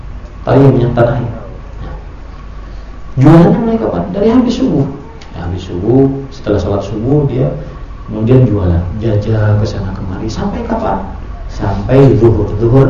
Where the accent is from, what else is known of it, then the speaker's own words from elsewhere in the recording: South Kalimantan, Indonesia; Kalau di kampung saya di Kalimantan Selatan ada namanya hantu kuyang